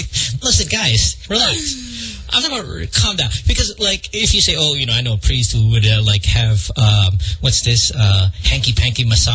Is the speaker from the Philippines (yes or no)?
yes; Bocaue, Central Luzon, Philippines; now in Marilao, Philippines; I grew up in Bukawe, and I live in Marilao now.